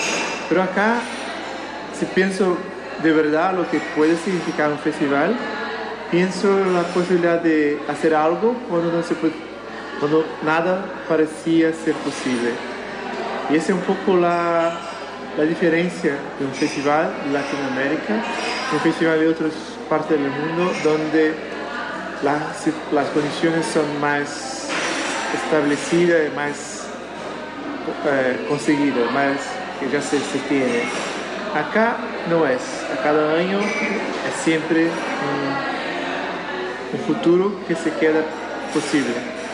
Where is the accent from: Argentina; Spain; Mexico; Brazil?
Brazil; Rio de Janeiro; Spanish is a second language; yo soy brasileño de Rio de Janeiro, Estoy acá en Valparaíso